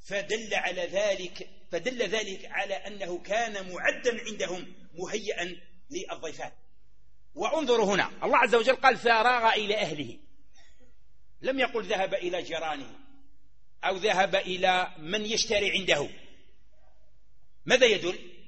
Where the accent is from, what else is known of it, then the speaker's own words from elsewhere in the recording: Algeria; احنا عندنا في الصحراء ولا عندنا في غرب الجزائر